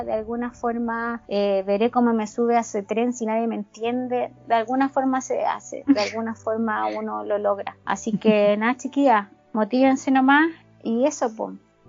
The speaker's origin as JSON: {"language": "Spanish", "country": "Chile", "said": "soy chilena, llegué recién"}